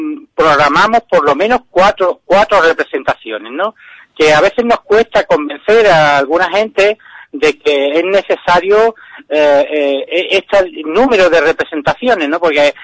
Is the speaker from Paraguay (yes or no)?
no; Ubrique, Andalusia, Spain; somos gente de Ubrique las que lo llevamos adelante.